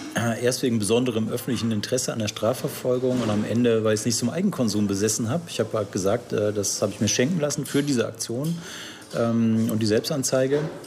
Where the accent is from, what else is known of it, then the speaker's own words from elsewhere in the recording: Remscheid, North Rhine-Westphalia, Germany; bei den Grünen damals in Remscheid, meiner Heimatstadt.